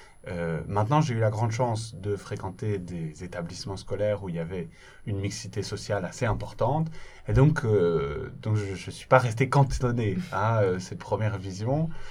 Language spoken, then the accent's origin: French; Belgium; Alors, je suis originaire de Belgique